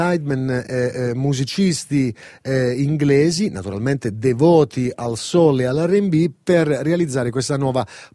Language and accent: Italian; Calabria, Italy; Io peperoncino sono, calabrese.